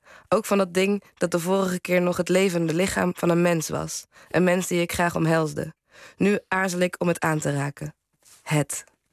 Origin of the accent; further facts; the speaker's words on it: North Brabant, Netherlands; ik kom uit Brabant